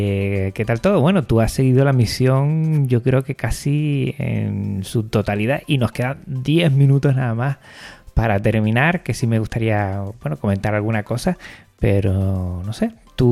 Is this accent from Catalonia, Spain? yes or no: no; Canary Islands, Spain; aquí tú y yo, Frank, que somos de Canarias